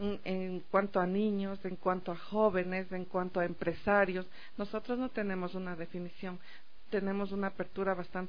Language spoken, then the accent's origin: Spanish; Ecuador; resaltar el esfuerzo de mi pueblo ecuatoriano